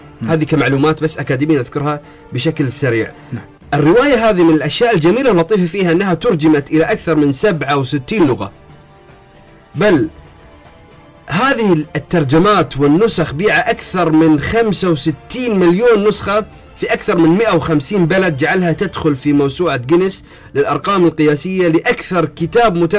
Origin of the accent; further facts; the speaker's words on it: Bahrain; مثل الغواصين عندنا في البحرين كانوا يغوصون إلى أعماق البحار